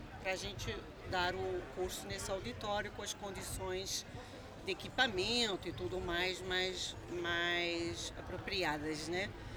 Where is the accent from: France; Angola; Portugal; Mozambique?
Portugal; now in Brazil; Sou portuguesa, como vocês já devem ter notado, né? Estou no Brasil desde 1979.